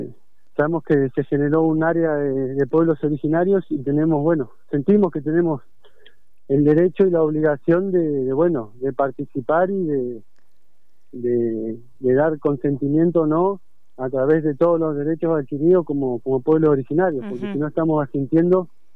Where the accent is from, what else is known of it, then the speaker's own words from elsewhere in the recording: Río Gallegos, Santa Cruz, Argentina; born there; Comenzó en Río Gallegos, en Mitubún, donde yo nací.